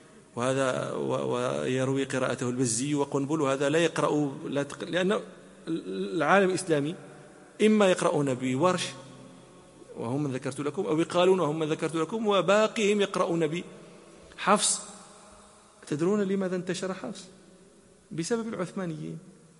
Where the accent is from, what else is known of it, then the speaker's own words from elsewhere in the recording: Morocco; حتى لا نتهم بأننا ننسب الفضائل أنا مغربي